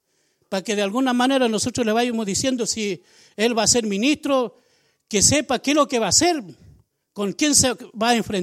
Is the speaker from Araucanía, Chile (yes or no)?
yes; Temucuicui, Araucanía, Chile; yo vengo de la comunidad de Temucuicui, no entiendo. Quiero también decir, siempre lo digo igual, me siento orgulloso de ser y pertenecer a la comunidad de Temucuicui